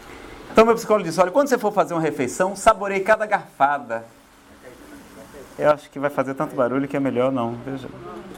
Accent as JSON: {"language": "Portuguese", "region": "Ceará", "country": "Brazil", "said": "Eu acho tão bom tomar banho, pessoal, não sei se é porque eu sou do Ceará, mas é tão bom tomar banho."}